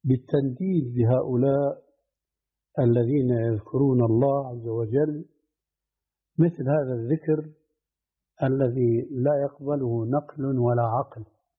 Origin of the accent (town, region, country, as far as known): Syria